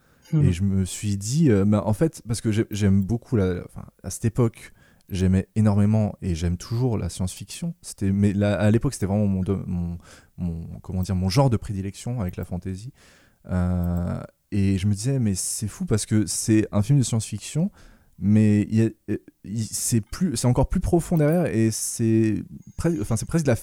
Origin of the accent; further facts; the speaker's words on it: Grand Est, France; Je viens d'Alsace, et du coup c'était des parodies alsaciennes basées